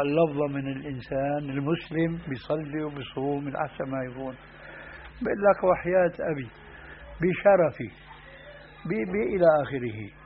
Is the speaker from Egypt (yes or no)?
no; Syria; وهذا موجود في بعض البلاد، أنا أعرف هذا في سوريا